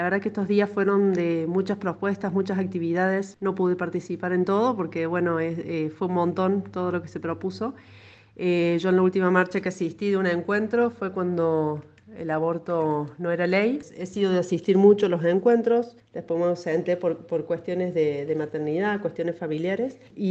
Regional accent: Argentina; nos interpela como argentinas, como ciudadanas, como pueblo

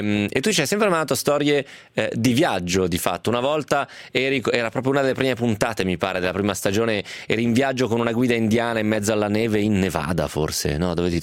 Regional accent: Novara, Piedmont, Italy; però io sono di Novara

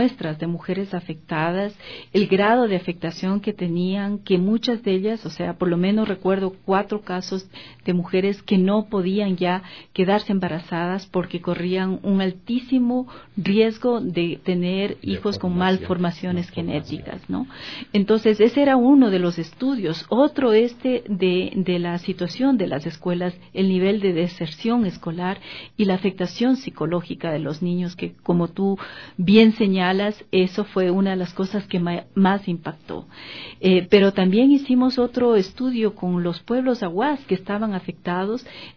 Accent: Ecuador; nosotros como ecuatorianos y ecuatorianas estamos a favor de fortalecer los lazos entre pueblos

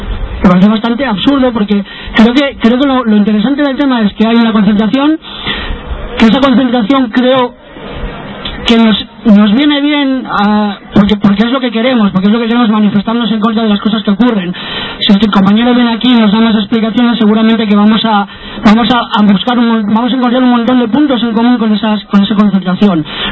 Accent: Langreo, Asturias, Spain; yo soy de las cuencas, yo soy de Langreo. Para mí ir a Langreo, tengo la posibilidad, yo soy de un pueblecito de Langreo, de Villa

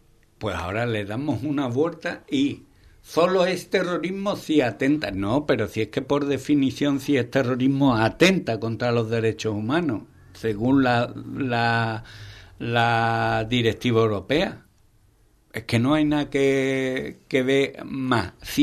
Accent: Andalusia, Spain; Yo soy andaluz y Andalucía es mi tierra.

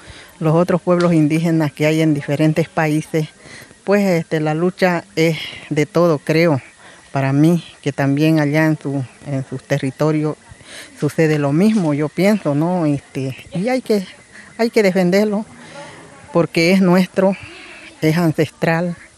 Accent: San Miguel de Velasco, Santa Cruz, Bolivia; Soy del departamento de Santa Cruz, del pueblo chiquitano y de la comunidad Potrero Aguilar del municipio de San Miguel de Velasco.

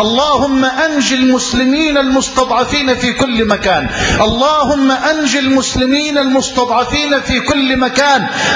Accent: Egypt; اللهم اجعل بلدنا مصر واحة للأمن والأمان

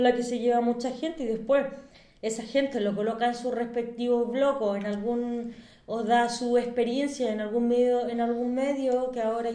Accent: Santiago, Santiago Metropolitan Region, Chile; yo tan orgullosa de mi ciudad, yo soy de Santiago

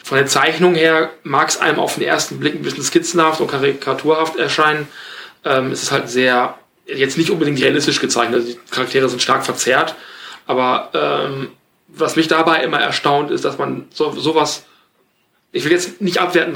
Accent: West Germany, Germany; Ich bin aber auch so in den 80ern geboren, ich bin im Westen aufgewachsen.

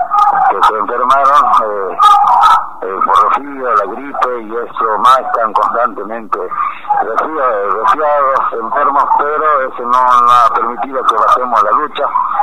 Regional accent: Jujuy, Argentina; lo que la mayoría estamos aquí somos de la Quebrada y de la Puna, y no estamos acostumbrados, digamos, a este clima, a este frío de las madrugadas, a este frío húmedo.

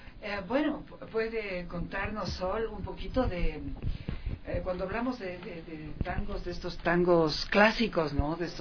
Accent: Ecuador; llegados acá a Ecuador. Les deseamos una muy buena estancia acá, pues, en mi país.

